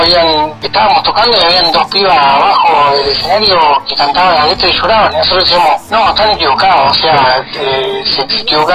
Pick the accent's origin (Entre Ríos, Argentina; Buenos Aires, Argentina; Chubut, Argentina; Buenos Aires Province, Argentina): Chubut, Argentina; yo soy de acá de Chubut